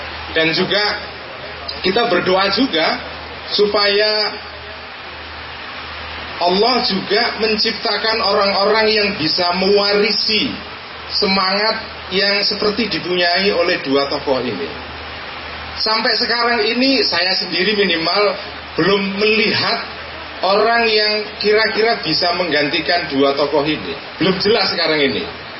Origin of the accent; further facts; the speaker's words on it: Central Java, Indonesia; Dan sebagai warga Jawa Tengah, kita juga merasa bangga karena di tanah Jawa Tengah ini kita punya dua tokoh